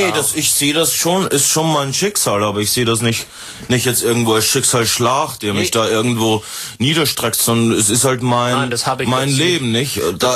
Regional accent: Germany; Ich bin auch aus Deutschland.

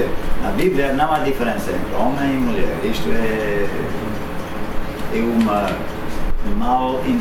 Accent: Canada; Portuguese is a second language; do Canadá

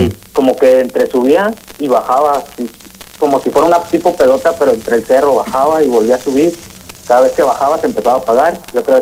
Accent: San Miguel de Allende, Guanajuato, Mexico; now in Dallas, United States; yo soy de San Miguel de Allende, pero estoy un tiempo acá en Dallas

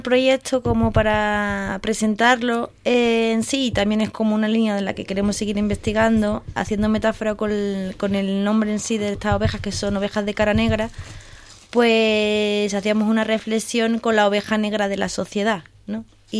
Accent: Marbella, Andalusia, Spain; yo soy de ciudad, o sea, yo soy de Marbella, entonces yo de ovejas no tenía ni idea.

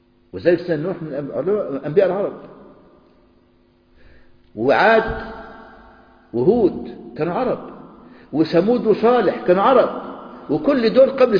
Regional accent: Egypt; يعني تعلموا الفول عندنا في مصر يطلع يقول لك احنا اللي اخترعنا الفول والطعمية

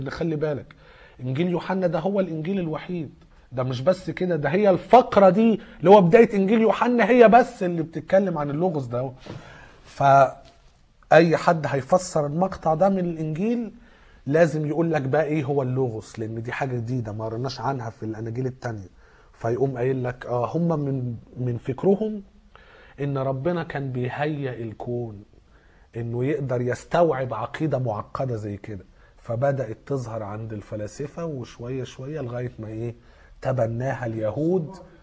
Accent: Egypt; عندنا في مصر

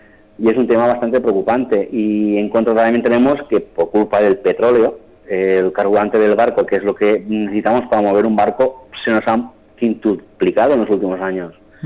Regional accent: Mataró, Catalonia, Spain; born there; now in Ibiza, Spain; Yo soy nacido en Barcelona, en Mataró, y me siento ibicenco como que ha nacido aquí. De hecho, tengo dos hijos nacidos aquí en Ibiza.

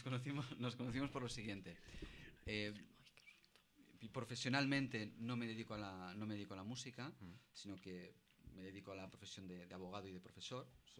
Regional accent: Sabadell, Catalonia, Spain; now in Sant Feliu de Codines, Spain; yo soy de Sabadell, tengo familia, estoy casado, tengo tres hijos... Y mi esposa mi mujer es de San Feliu de Codines.

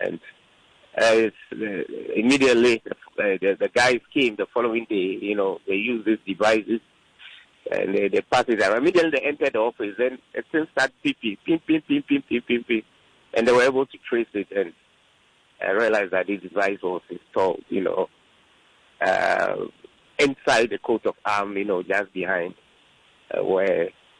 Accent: Ghana; as a Ghanaian, you know, the thinking that, you know, we voted into power, you have to give us a chance to do what is right.

